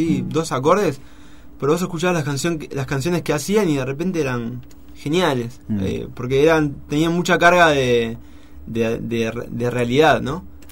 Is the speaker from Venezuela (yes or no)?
no; Mar del Plata, Buenos Aires Province, Argentina; now in Buenos Aires, Argentina; Yo nací acá. Nací en Buenos Aires y... En realidad siempre viví acá. Viví más tiempo en Mar del Plata. Ahora me fui hace 5 años allá a Baires, pero mi mamá es brasilera